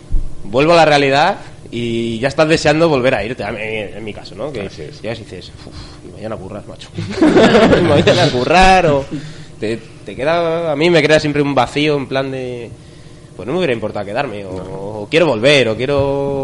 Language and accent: Spanish; Madrid, Community of Madrid, Spain; Yo soy de San Blas, de Simancas